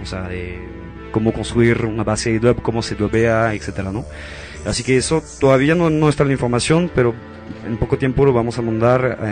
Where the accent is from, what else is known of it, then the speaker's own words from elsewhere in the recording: Mexico; estoy yo, soy mexicano parece